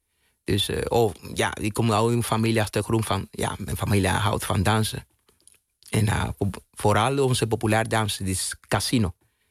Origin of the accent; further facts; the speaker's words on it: Cuba; Dutch is a second language; now in Netherlands; Bijvoorbeeld mijn kindertijd in Cuba.